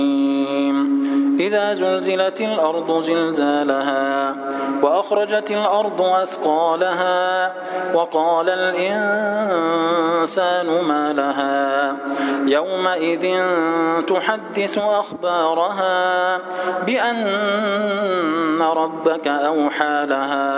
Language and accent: Arabic; Egypt; اللهم اجعل بلدنا مصر سلما سلاما، أمنا أمانا